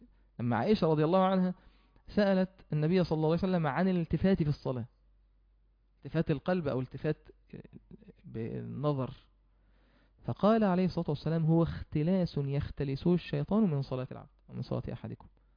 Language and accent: Arabic; Mansoura, Dakahlia, Egypt; يعني عندنا في المنصورة موجود في وقت بين المغرب والعشاء